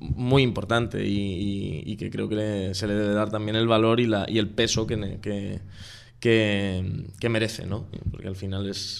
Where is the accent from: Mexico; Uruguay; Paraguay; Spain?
Spain; Alcázar de San Juan, Castilla-La Mancha; now in Madrid, Spain; Yo no, yo soy de Alcázar, yo soy manchego. Yo soy manchego. De Alcázar de San Juan, pero llevo ya 3 años en Usera.